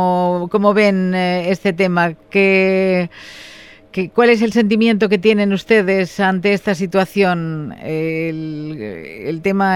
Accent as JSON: {"language": "Spanish", "region": "Balearic Islands", "country": "Spain", "said": "¿Crees que somos conscientes los ibicencos formenterenses, la gente en general"}